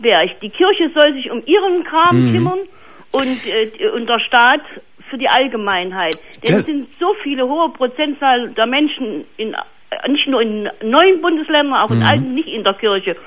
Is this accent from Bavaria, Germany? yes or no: no; Jena, Thuringia, Germany; Und da habe ich hier festgestellt, ich komme aus Jena.